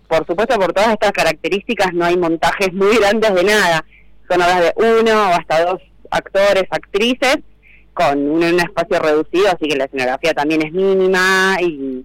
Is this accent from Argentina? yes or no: yes; Santa Fe, Argentina; también me pueden buscar a mí por Instagram, y es mi celular, que es código de área Buenos de Santa Fe, de donde vengo